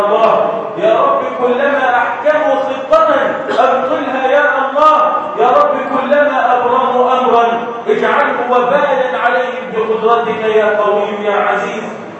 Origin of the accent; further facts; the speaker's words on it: Egypt; اللهم اصلح حال بلدنا مصر